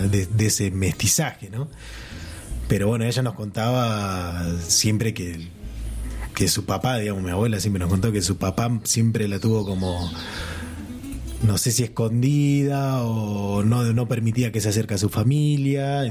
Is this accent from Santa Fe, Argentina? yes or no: no; Rawson, Chubut, Argentina; yo soy de Rawson, de Chubut, de la ciudad. Y bueno, mi bisabuela, ella era hablante mapuche, casi que ni hablaba español prácticamente.